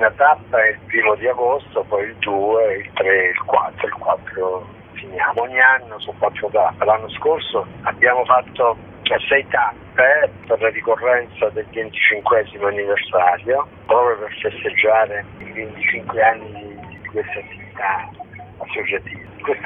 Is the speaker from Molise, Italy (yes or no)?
yes; Molise, Italy; per poi arrivare a un paesino del Molise, che poi è il mio paese